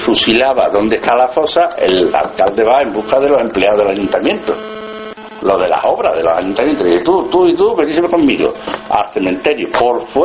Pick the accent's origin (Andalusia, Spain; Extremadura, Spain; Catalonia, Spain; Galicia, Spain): Extremadura, Spain; en mi pueblo, yo soy de Badajoz, de un pueblecito de Badajoz